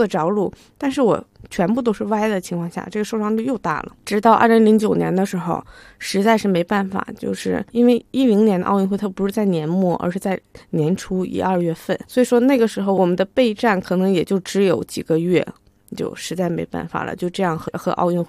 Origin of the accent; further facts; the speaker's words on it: China; 我是中国人，我希望能为中国做贡献